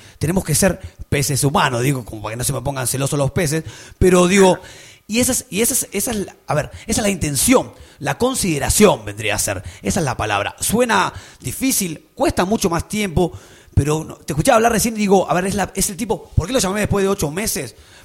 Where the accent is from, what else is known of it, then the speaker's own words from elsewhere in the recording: Banfield, Buenos Aires Province, Argentina; Nosotros somos de Banfield, loco.